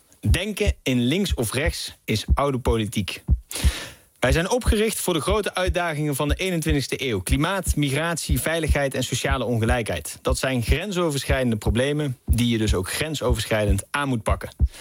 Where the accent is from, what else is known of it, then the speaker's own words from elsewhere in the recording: Knegsel, North Brabant, Netherlands; dat ik uit Knechtsel kwam. Dat is een heel klein dorpje in Brabant.